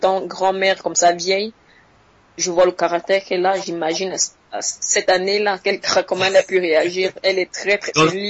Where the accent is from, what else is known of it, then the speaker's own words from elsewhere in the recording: Cameroon; now in Switzerland; c'est l'équivalent du bac chez nous au Cameroun.